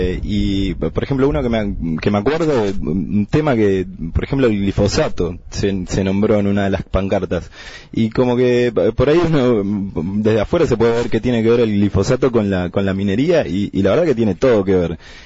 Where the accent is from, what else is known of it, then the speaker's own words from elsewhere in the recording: Bariloche, Río Negro, Argentina; Y yo soy de Bariloche, vecino de Bariloche